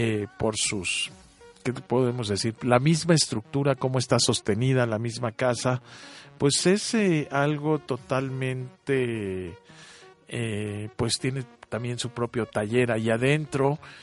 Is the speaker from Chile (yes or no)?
no; Mexico; y si somos mexicanos, pues habiendo tantos arquitectos reconocidos internacionalmente